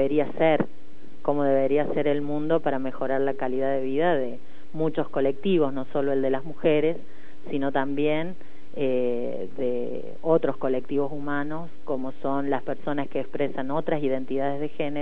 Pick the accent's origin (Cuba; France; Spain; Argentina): Argentina; Santiago del Estero; born there; now in Córdoba, Argentina; soy cordobesa por adopción, porque nací en Santiago del Estero.